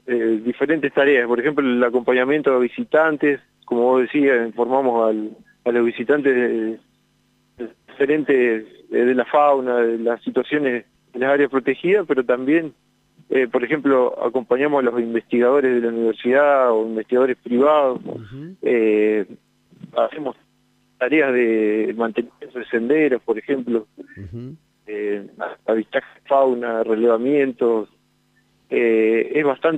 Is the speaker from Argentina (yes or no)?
yes; General Acha, La Pampa, Argentina; En realidad soy oriundo de General Hacha.